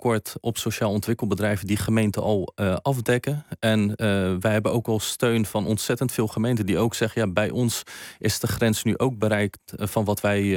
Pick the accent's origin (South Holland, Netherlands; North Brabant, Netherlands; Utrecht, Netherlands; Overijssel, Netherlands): South Holland, Netherlands; Westland; Ik kom zelf uit het Westland, dus het kan ook een glastuinbouwbedrijf zijn.